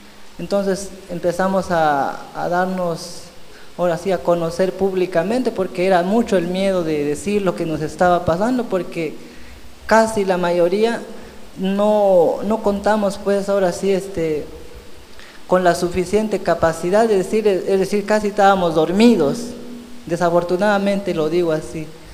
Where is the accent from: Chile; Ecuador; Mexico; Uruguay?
Mexico; Candelaria el Alto, Chiapas; yo vengo de la comunidad de Candelaria el Alto, en Venustiano Carranza.